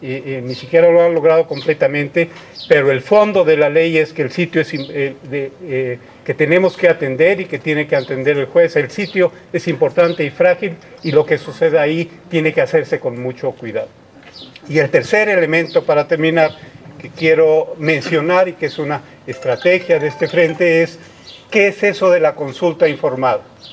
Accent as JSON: {"language": "Spanish", "region": "Oaxaca", "country": "Mexico", "said": "los involucrados son los vecinos y somos todos los oaxaqueños"}